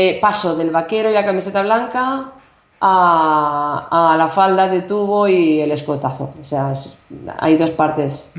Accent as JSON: {"language": "Spanish", "town": "Barcelona", "region": "Catalonia", "country": "Spain", "tie": "born there", "said": "Yo digo mi tierra porque me siento muy de allí, aunque soy... Sí. Catalana, porque nací en Barcelona."}